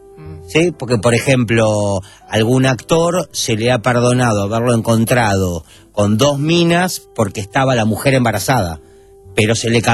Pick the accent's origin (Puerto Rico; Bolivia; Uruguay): Uruguay; Yo soy uruguayo.